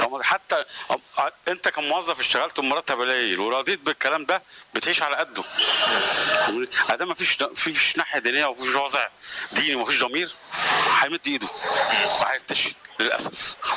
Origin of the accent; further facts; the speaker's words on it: Egypt; يعني عندنا في مصر في كل المجالات ناس عباقره في الزراعه وفي الطب وفي الهندسه